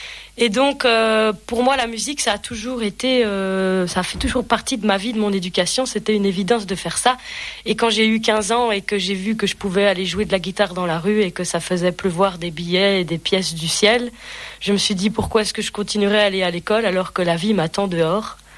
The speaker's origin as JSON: {"language": "French", "country": "Belgium", "lives_now": "France", "said": "j'ai 25 ans, je viens de Belgique, j'ai emménagé dans les Vosges il y a plus ou moins, un peu moins de 2 ans"}